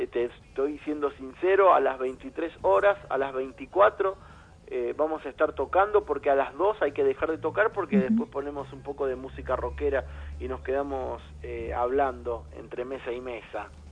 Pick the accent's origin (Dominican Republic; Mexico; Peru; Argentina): Argentina; Morón, Buenos Aires Province; Mira, yo soy de Morón, de Morón